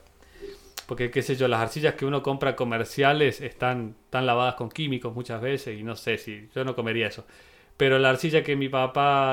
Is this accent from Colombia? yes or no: no; Cerro de Oro, Córdoba, Argentina; also born or lived in Villa Dolores; Yo nací en Villa Dolores, en el 91, pero me crié en Cerro de Oro, ¿no? Ajá. antes que hubiera asfalto, antes que había luz.